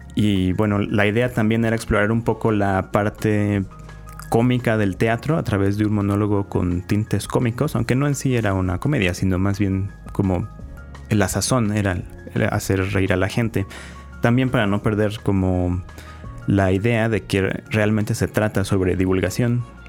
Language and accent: Spanish; Mexico; creo que como mexicanos nos encanta reírnos de todo